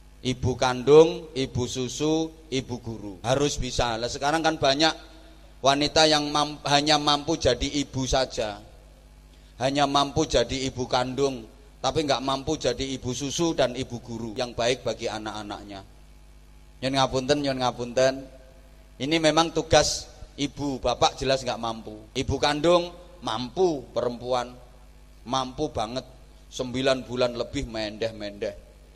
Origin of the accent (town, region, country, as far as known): Indonesia; born there